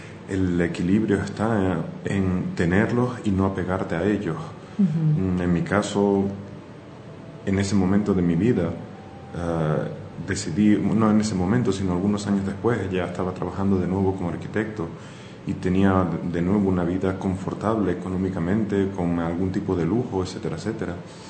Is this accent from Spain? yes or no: yes; Spain; born there; soy de nacionalidad española, nací en España